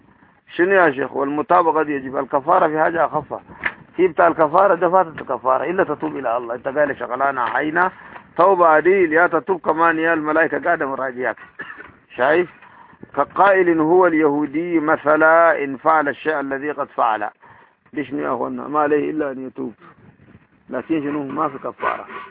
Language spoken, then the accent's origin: Arabic; Sudan; السودان عندنا موحات كتاب الدين. موحات كتاب الدين دي هاتوه قرآن كده دي الدارجة بتاعتنا